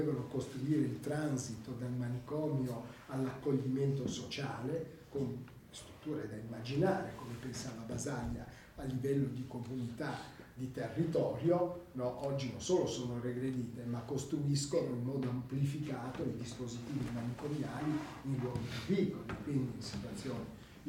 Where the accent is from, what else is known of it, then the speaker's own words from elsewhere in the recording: Rome, Lazio, Italy; io sono anche romano, ci ho vissuto tantissimi anni